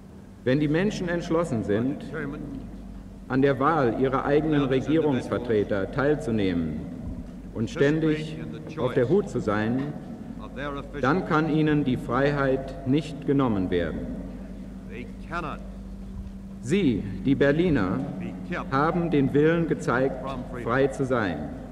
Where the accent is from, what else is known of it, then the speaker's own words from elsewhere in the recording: United States; Ich bin aus Amerika heute hergekommen auf einer Art geistigen Luftbrücke. Mit mir gebracht habe ich 1 Million Unterschriften meiner Landsleute